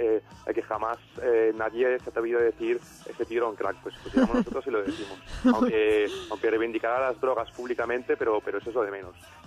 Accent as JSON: {"language": "Spanish", "town": "Barcelona", "region": "Catalonia", "country": "Spain", "said": "mi padre es de Roma, es nacido en Roma. Y mira, y soy medio italiano, medio barcelonés, catalán, español, como queráis llamarlo."}